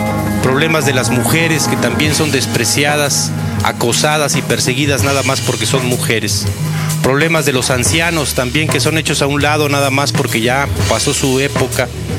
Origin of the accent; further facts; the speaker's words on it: Mexico; Vamos a salvar este país como mexicanos y mexicanas que somos de abajo